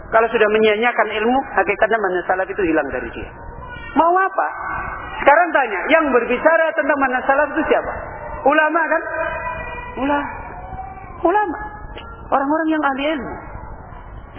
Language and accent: Indonesian; Jepara, Central Java, Indonesia; now in Semarang, Indonesia; Kalau pulang kampung, saya dulu di Jepara. Dari Semarang itu naik sepeda ngondel ke Jepara sana.